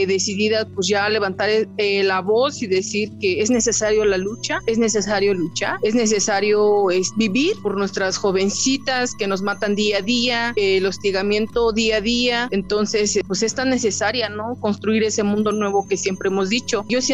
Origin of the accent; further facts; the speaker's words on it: Santiago Mezquititlán, Querétaro, Mexico; a nuestra comunidad, de donde yo soy originaria, de Santiago Mezquititlán